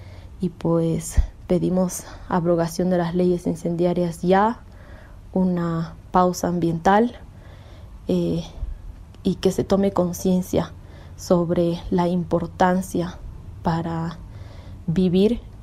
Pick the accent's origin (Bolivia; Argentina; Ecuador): Bolivia; Exijo como humana perteneciente a este territorio y denominada como boliviana